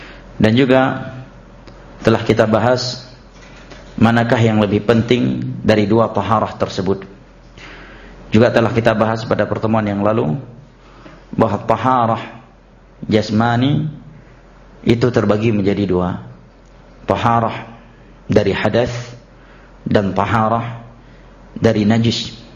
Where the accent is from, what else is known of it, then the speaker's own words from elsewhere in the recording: Aceh, Indonesia; seringnya kita orang Aceh menyebutkan muwalat